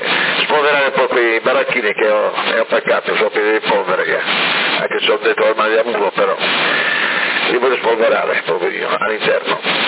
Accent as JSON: {"language": "Italian", "town": "Florence", "region": "Tuscany", "country": "Italy", "said": "però io sono di Firenze, quindi ne ho sentito troppo."}